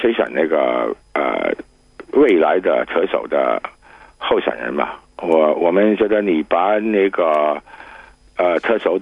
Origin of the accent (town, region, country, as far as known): Hong Kong